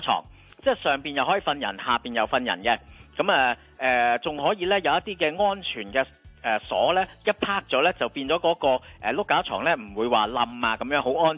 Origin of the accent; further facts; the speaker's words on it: Hong Kong; 其中包括咧，我哋香港人咧都好中意咧